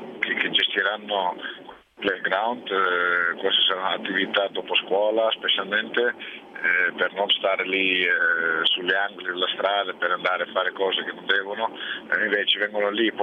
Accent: Suriname; nel mio paese, Suriname

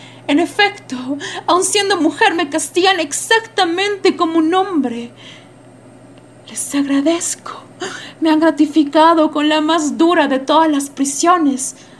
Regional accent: La Paz, Bolivia; soy de La Paz, Bolivia, soy actriz de teatro

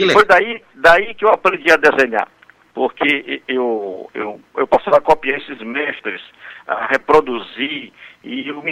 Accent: Parnaíba, Piauí, Brazil; eu, aqui no Piauí, eu nasci aqui em Parnaíba mesmo, e eu morava numa área ribeirinha, perto que a gente chamava de Vazantinha.

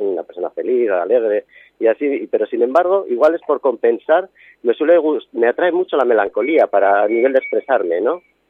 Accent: Bilbao, Basque Country, Spain; born there; now in Ibiza, Spain; dices, bueno, soy nacido en Bilbao, pero bueno

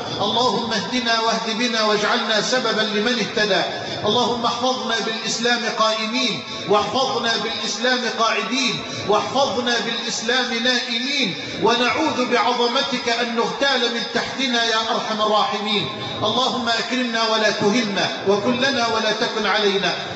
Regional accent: Egypt; اللهم اجعل بلدنا مصر امنا امانا سخاء رخاء

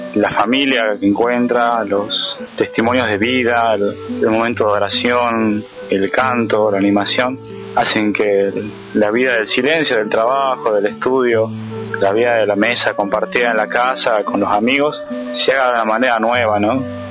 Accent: San Miguel de Tucumán, Tucumán, Argentina; soy estudiante de profesorado de matemática, soy de San Miguel de Tucumán y tengo 22 años.

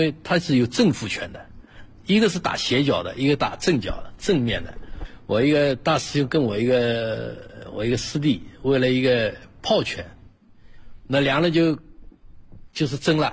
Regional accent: Shanghai, China; 我们上海人叫乌醋的

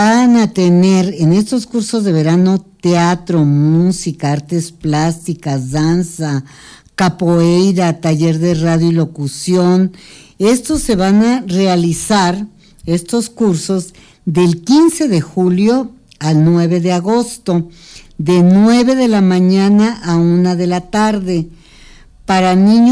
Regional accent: Mexico; Nosotros como pueblo mexicano tuvimos un excelente tejido social durante siglos.

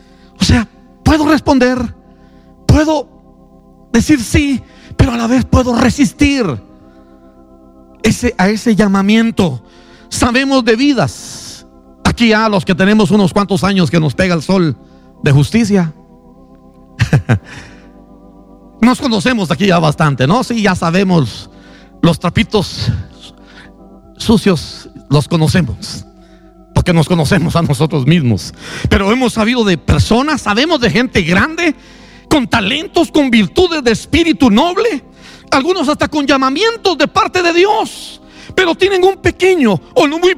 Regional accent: Guatemala City, Guatemala Department, Guatemala; Yo soy del sur de la ciudad de Guatemala, y es que así somos los de la costa.

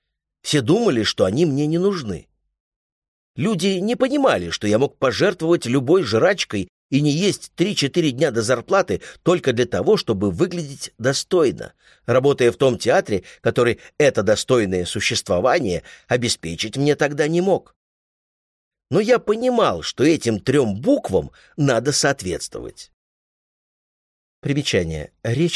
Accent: Odesa, Odesa Oblast, Ukraine; я родом из Одессы, а в Одессе культ еды.

